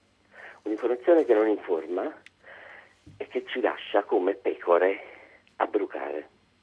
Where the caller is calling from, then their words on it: Naples, Campania, Italy; Sono da Napoli, sono arrabbiato.